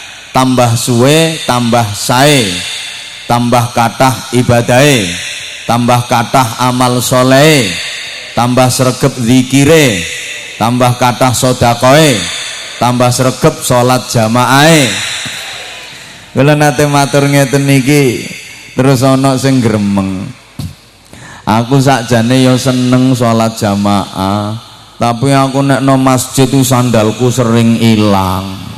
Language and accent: Indonesian; Bojonegoro, East Java, Indonesia; Kalau dalam bahasa daerah saya, Bojonegoro